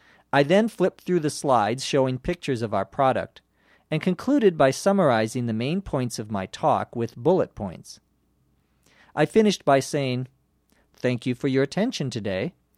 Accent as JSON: {"language": "English", "town": "Los Angeles", "region": "California", "country": "United States", "said": "from Los Angeles."}